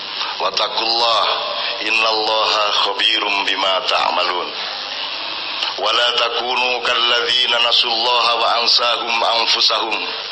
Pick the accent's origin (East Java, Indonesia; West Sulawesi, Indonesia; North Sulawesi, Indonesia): East Java, Indonesia; Jombang; also born or lived in Ponorogo; Kampung dan rumah pertama saya adalah Menturo Sumomito Jombang.